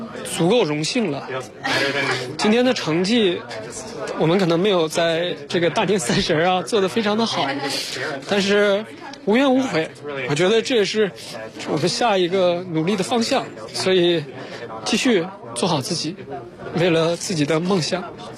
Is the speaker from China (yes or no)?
yes; China; 我们是来自中国的运动员